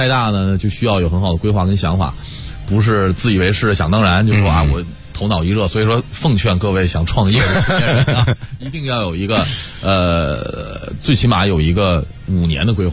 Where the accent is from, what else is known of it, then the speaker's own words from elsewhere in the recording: Beijing, China; 我们其实都属于城里孩子，我们都是，像我是在前门长大的